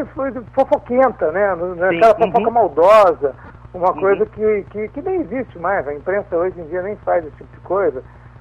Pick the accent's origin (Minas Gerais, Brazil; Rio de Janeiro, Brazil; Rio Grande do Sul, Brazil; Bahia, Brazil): Minas Gerais, Brazil; now in São Paulo, Brazil; Eu sou de Minas, mas assim, eu moro em São Paulo, tem o quê? Um 30 anos já, muito tempo.